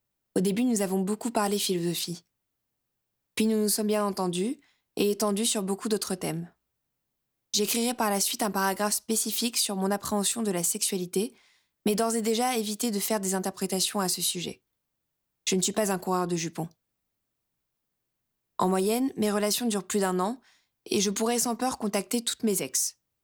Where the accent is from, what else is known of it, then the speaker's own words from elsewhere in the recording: Albertville, Auvergne-Rhône-Alpes, France; Le 1er novembre, départ de ma ville natale, Albertville